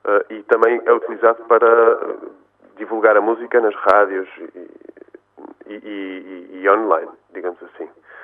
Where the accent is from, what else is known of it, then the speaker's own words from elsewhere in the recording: Porto, Portugal; born there; onde vive a minha mãe, onde é originária a minha família, se bem que eu nasci no Porto, mas estou muito ligado àquela região